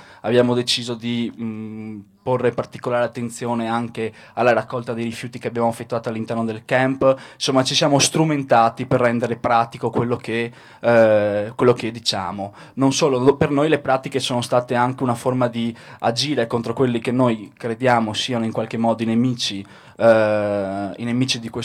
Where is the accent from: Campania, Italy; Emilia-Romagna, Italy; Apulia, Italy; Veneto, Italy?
Veneto, Italy; Venice; vengo da Venezia, dove da poco abbiamo concluso un'esperienza molto importante